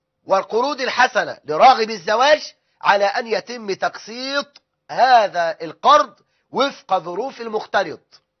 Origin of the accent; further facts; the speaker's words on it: Egypt; وده الغالب عندنا في مصر